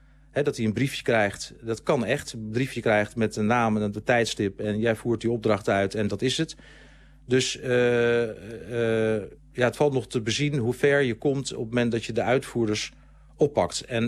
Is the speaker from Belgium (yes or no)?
no; Groningen, Netherlands; Ik kom oorspronkelijk uit Groningen.